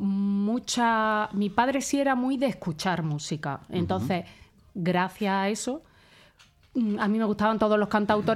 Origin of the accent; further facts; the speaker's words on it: Alicante, Valencian Community, Spain; de pequeña vivía en Alicante